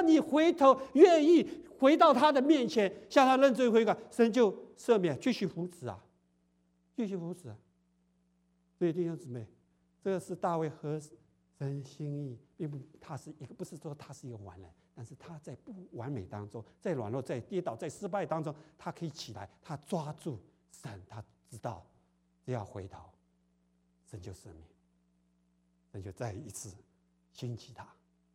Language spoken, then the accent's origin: Chinese; China; 就有点像我们中国人，不是，好念书啊，好念书，我就好好工作嘛，供应你念书